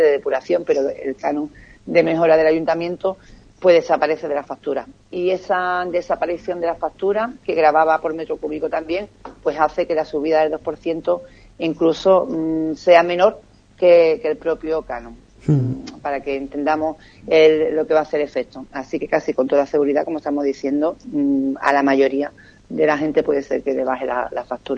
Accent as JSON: {"language": "Spanish", "town": "Ubrique", "region": "Andalusia", "country": "Spain", "tie": "born or raised there", "said": "yo me quedaría con lo que es mi pueblo, Juan Carlos, y yo estoy muy orgullosa de la actitud del municipio de Ubrique"}